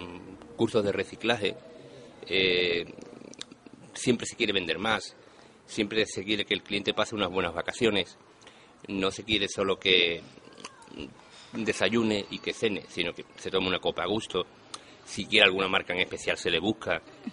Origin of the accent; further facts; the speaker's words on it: Jerez de la Frontera, Andalusia, Spain; born there; now in Playa Blanca, Spain; yo nací en Jerez de la Frontera, Cádiz.